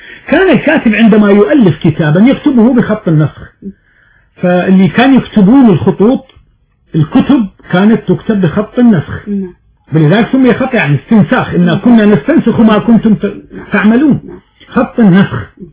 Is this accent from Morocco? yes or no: yes; Morocco; عندنا في المغرب يقرؤون المقامات والموشحات الدينية